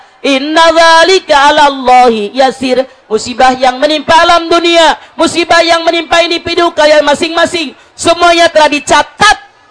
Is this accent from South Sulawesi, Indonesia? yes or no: no; Majalengka, West Java, Indonesia; mudah-mudahan bisa kita orang Majalengka sehat wal afiat